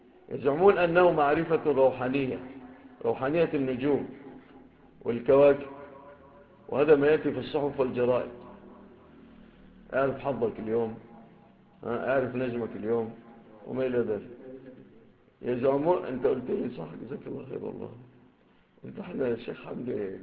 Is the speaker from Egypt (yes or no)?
yes; Egypt; ربما تكونش في بلادنا مصر